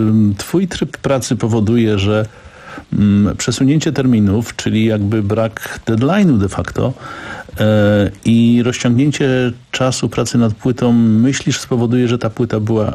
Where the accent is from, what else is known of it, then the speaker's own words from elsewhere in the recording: Kraków, Lesser Poland, Poland; Jestem Krakusem